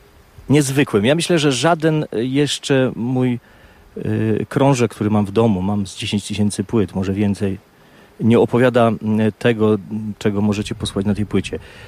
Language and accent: Polish; Istebna, Silesian Voivodeship, Poland; born there; 23 lutego. Wtedy przyszedłem na świat w Istebnej, w wielki mróz.